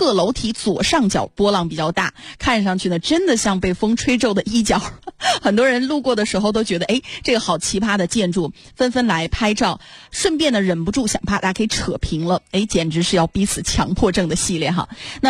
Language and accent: Chinese; Northeast China, China; accent: Northeastern; 用我们东北话说把它撸平